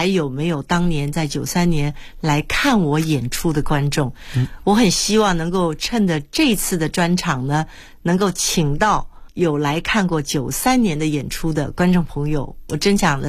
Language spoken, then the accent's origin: Chinese; Taiwan; 当时我不过就是从台湾来的一个女子啊